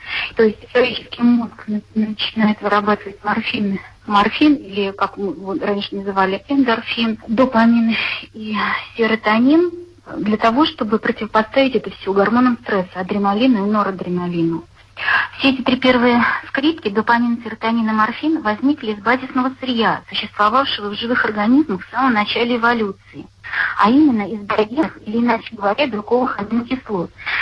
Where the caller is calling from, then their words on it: Nizhny Novgorod, Nizhny Novgorod Oblast, Russia; Здравствуйте, я звоню из Нижнего Новгорода.